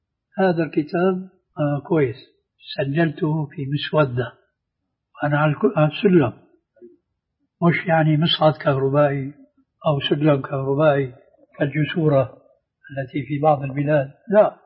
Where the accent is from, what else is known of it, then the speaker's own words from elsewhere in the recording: Syria; وبلط الشيرة أيضا يقولوا عندنا في الشام